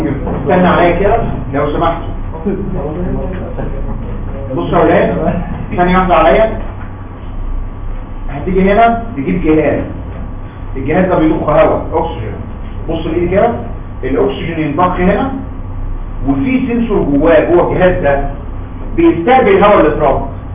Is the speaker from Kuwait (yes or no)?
no; Egypt; احنا فعلا مصريين لينا كاركتر مختلف عن العالم كله